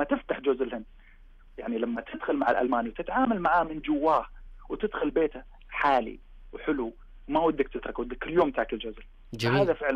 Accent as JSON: {"language": "Arabic", "country": "Saudi Arabia", "said": "بديت أطبق نفس التطبيق اللي جيت فيه من السعودية، لأن أنا نجحت في السعودية"}